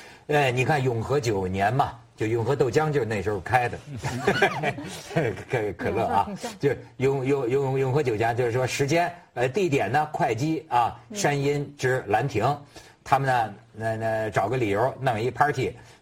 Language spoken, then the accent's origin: Chinese; China; 作为中国人不了解这个，我觉得挺可惜的